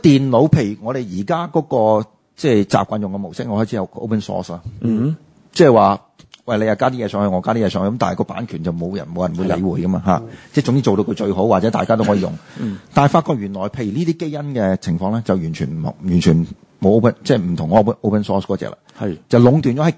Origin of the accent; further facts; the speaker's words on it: Guangdong, China; 但係我哋廣東人就。绝对冇问题。